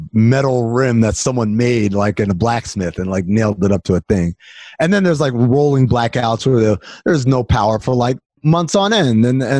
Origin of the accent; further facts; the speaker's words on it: New York, United States; also born or lived in Sudan; growing up in New York, my parents were all like, we're not from here. We're going to go back to where we're from one day.